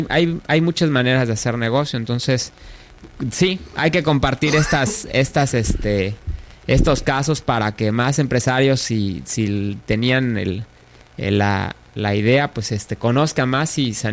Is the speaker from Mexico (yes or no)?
yes; Yucatán, Mexico; uno de los problemas que tenemos como yucatecos? Es de que muchos somos demasiado conservadores